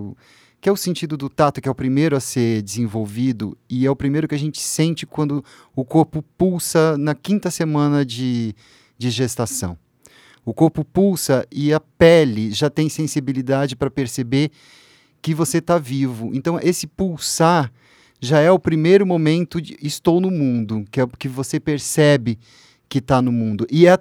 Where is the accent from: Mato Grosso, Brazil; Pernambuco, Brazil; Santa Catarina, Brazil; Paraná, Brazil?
Paraná, Brazil; Uraí; Eu sou do interior do Paraná, uma cidade chamada Uraí. E a gente fica a 600 quilômetros da praia mais próxima, né?